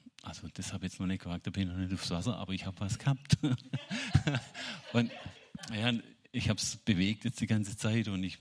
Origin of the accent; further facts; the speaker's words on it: Baden-Württemberg, Germany; Ich bin auch Schwabe.